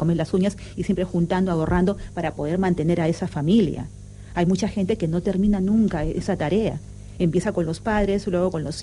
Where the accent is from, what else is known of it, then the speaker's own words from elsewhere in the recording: Peru; now in Spain; yo soy peruana